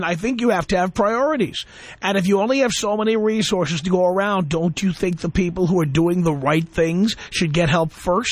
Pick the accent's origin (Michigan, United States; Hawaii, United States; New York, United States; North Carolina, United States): New York, United States; Bronx; Sir, I grew up in the South Bronx. You don't have to tell me about what poor neighborhoods are like.